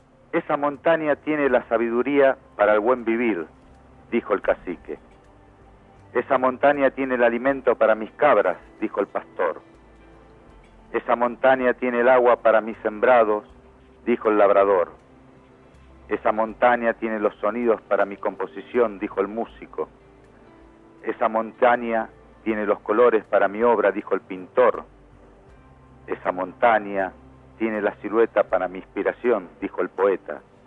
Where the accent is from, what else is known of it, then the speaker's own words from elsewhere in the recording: Morón, Buenos Aires Province, Argentina; yo somos de Morón